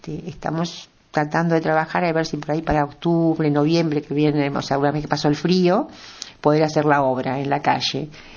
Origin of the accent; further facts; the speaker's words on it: Buenos Aires, Argentina; also born or lived in Chaco; soy alumna del Colegio Santa Ana, de Avenida del Libertador, conozco muy bien Belgrano desde chica